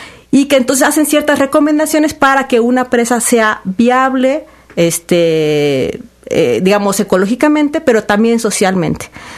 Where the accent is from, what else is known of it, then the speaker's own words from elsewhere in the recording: Orizaba, Veracruz, Mexico; de la zona que yo soy originaria, de Orizaba